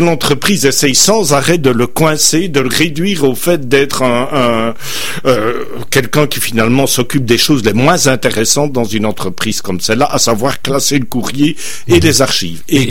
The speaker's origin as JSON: {"language": "French", "country": "Belgium", "said": "pour nos auditeurs québécois, je suis belge, je l'explique"}